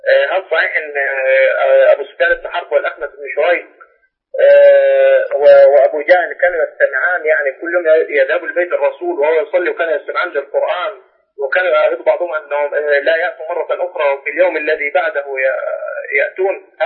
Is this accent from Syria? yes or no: no; Egypt; أنا شخص مصري